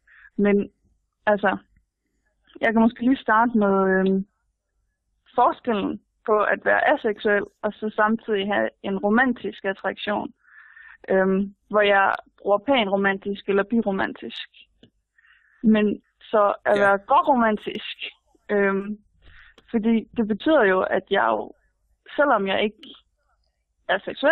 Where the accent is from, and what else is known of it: Aarhus, Central Denmark Region, Denmark